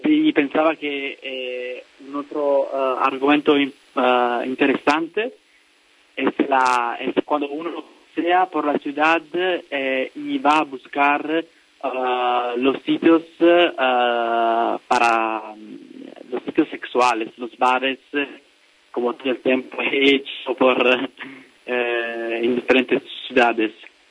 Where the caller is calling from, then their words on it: Italy; Spanish is a second language; de Italia.